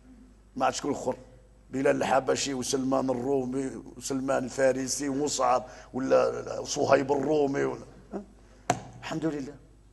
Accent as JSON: {"language": "Arabic", "town": "Beni Snassen", "region": "Oriental", "country": "Morocco", "said": "أنا أمازيغي، أنا من بني زناسن، أبا كان يتكلم الشلحة"}